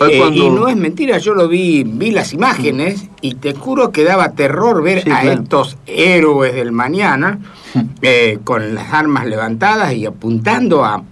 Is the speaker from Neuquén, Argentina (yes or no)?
no; Buenos Aires, Argentina; Yo soy porteño y te digo